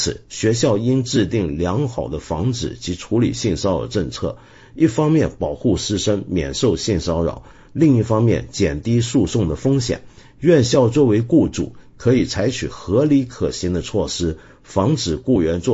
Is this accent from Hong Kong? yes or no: yes; Hong Kong; 我平常批评最猛几十年来都是我自己的城市，我的老家香港